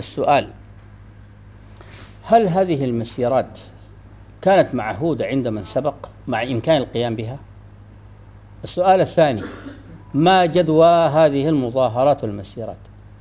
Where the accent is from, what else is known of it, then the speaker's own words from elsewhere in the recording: Sudan; عندنا في السودان يعني استعمال نحن نسميه التنباك